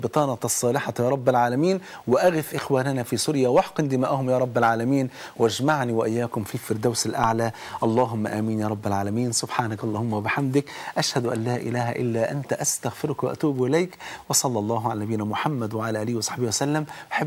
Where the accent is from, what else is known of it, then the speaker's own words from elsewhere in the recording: Egypt; يعني احنا كمصريين، مصر مقسومة نصين